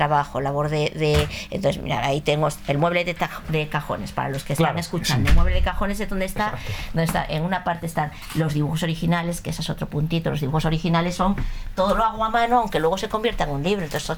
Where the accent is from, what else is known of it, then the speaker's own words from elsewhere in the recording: Madrid, Community of Madrid, Spain; Soy muy montañera, soy muy de Asturias, soy muy, aunque sea de Madrid, claro. Soy muy ahí, tengo la tierra muy cerca.